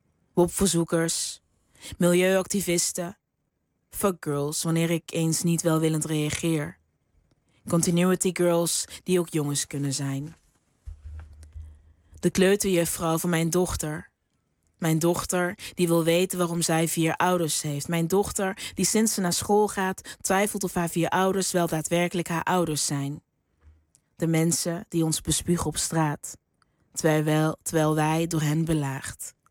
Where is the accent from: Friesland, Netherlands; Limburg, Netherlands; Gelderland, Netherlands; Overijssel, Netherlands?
Limburg, Netherlands; Ja, ik kom uit Limburg of zo. En ik weet dat de taal is daar een stuk zachter ook.